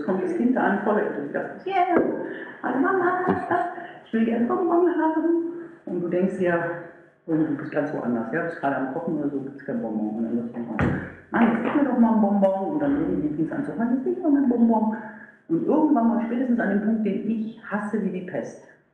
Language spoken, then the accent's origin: German; Meerbusch, North Rhine-Westphalia, Germany; Weil ich komme aus Meerbusch, das ist eine ganz kleine Ecke.